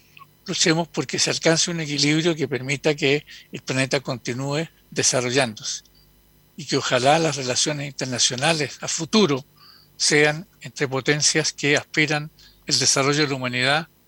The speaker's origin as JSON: {"language": "Spanish", "country": "Chile", "said": "nosotros como chilenos nos tocó de alguna manera vivirlo en pequeña escala cuando se produjo el golpe de Estado en Chile"}